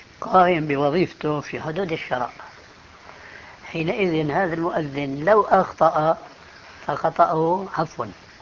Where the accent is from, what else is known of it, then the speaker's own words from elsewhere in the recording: Syria; كما يقولون عندنا في الشام، أنا بتذكر شيء، عندنا مسجد كبير